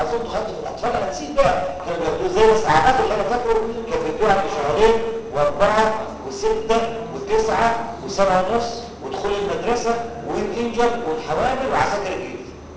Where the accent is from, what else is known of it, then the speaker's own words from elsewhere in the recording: Egypt; أنا مصري وأبويا مصري